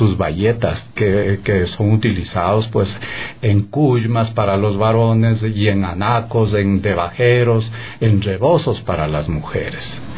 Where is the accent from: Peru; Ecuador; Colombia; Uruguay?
Ecuador; Chimborazo; Luego nos pasamos a la provincia de Chimborazo, de la que soy nativo, digamos, y hago enfoque en mi provincia